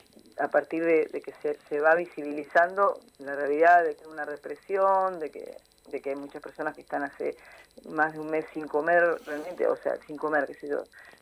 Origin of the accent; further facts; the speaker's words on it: Argentina; also born or lived in Venezuela / Brazil; yo me formé en Venezuela, viajé a España, viajé a Brasil, viví muchos años en Brasil. Soy argentina